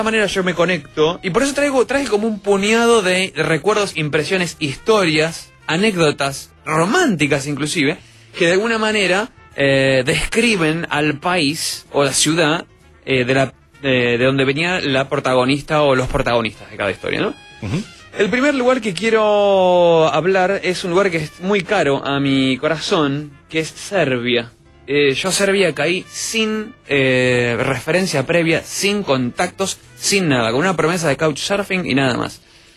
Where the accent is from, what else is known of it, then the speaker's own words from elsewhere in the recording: Argentina; Y yo soy argentino, ¿entendés?